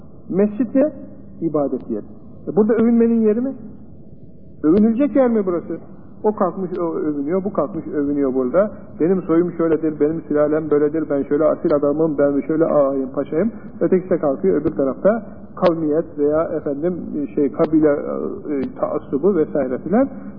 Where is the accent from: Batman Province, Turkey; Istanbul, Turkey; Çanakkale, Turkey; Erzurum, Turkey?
Çanakkale, Turkey; Benim de, yani Çanakkale benim memleketim olduğundan, canım istedi ki, üniversitede sen var ama, o köye gideyim